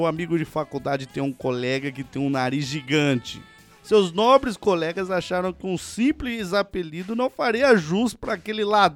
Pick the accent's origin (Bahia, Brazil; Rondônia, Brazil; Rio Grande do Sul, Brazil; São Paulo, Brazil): Rio Grande do Sul, Brazil; Santa Cruz do Sul; tenho 20 anos e sou de Santa Cruz do Sul, Rio Grande do Sul.